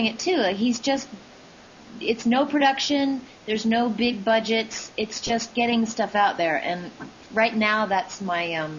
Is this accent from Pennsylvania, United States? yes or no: no; Oregon, United States; I'm from the West Coast originally.